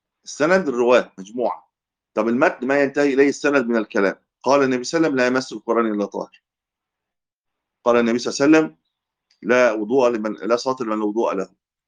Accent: Egypt; كان عندنا في مصر

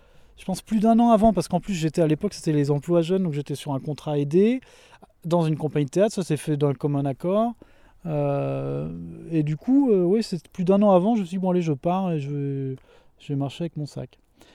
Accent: Pays de la Loire, France; Je suis originaire de la Mayenne, et j'ai fait un épisode de 4 ans itinérant, donc j'avais plus de maison

